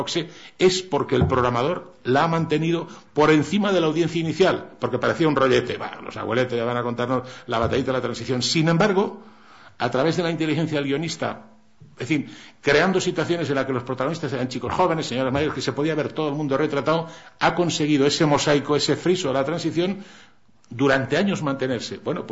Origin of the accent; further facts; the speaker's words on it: Cantabria, Spain; Yo soy montañés de Cantabria y mi pueblo dice, el que más chifla, capador.